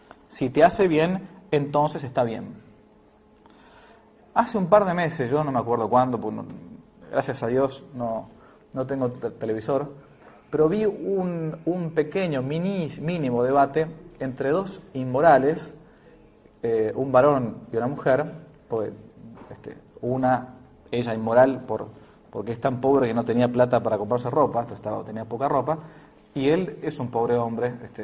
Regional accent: Argentina; que en realidad era lo que uno ha mamado como argentino.

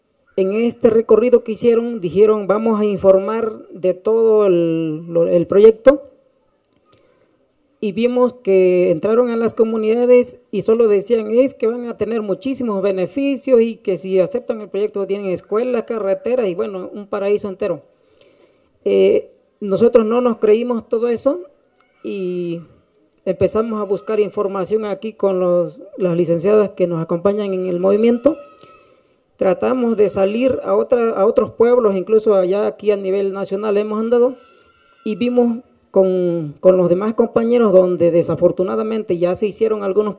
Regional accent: Tataltepec, Oaxaca, Mexico; Cada comunidad agraria, en el caso de Tataltepec, de donde yo vengo representando, se hizo una asamblea general, porque allá así se hace

